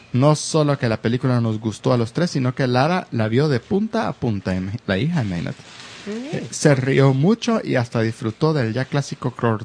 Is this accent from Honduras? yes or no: yes; Honduras; Ah, por cierto, soy hondureño.